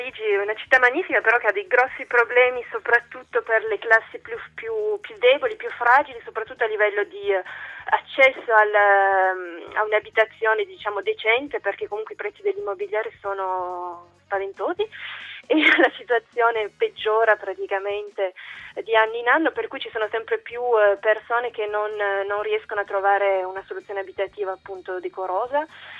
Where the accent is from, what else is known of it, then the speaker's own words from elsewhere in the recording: Turin, Piedmont, Italy; moved away as an adult; now in France; In Francia ci lavoro, ci vivo ormai da 6 anni. Io ho sempre vissuto, sono di Torino, ho sempre vissuto in Italia, poi ho fatto una parte dei miei studi in Francia tramite uno scambio Erasmus e ci sono rimasta.